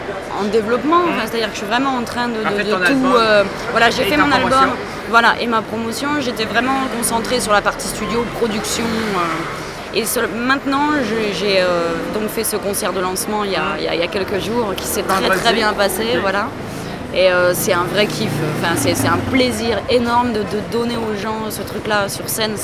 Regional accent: Nancy, Grand Est, France; Non, à Nancy, je suis de Lorraine, moi je suis de l'Est.

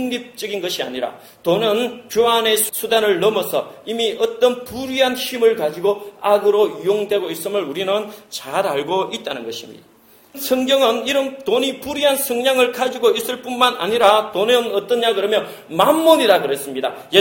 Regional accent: South Korea; moved away as an adult; 그때만 하더라도 나는 한국에서 온 캐나다에 온 유학생이었고

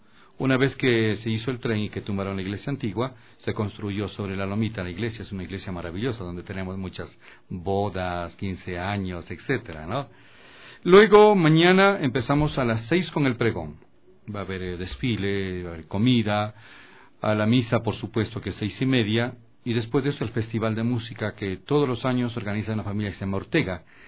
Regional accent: Quito, Pichincha, Ecuador; Somos de Chimbacalle.

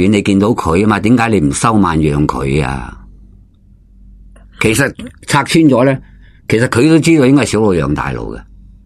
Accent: Hong Kong; 咁我哋香港人揸车

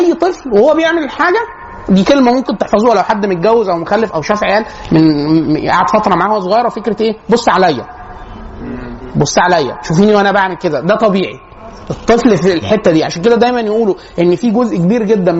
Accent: Egypt; فالبيئات عشان كده مثلا احنا عندنا في مصر يكثر جدا الشخصيه الهستيريه

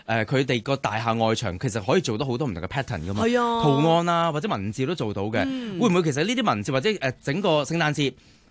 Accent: Hong Kong

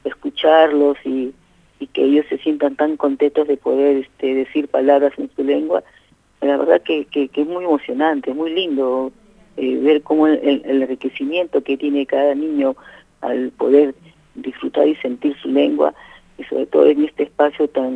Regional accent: La Plata, Buenos Aires Province, Argentina; porque nosotros somos de esta zona, somos de La Plata

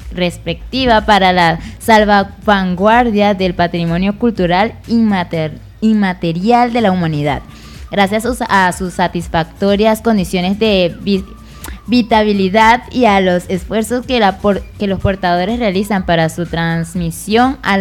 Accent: Llanos, Venezuela; Exacto, somos ganaderos, somos llaneros.

